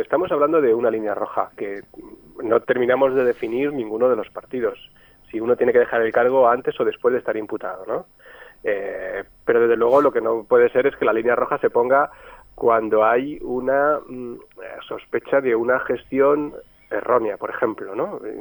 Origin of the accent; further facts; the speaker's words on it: Valencian Community, Spain; yo estoy muy cerquita de Murcia, yo soy del sur de Alicante.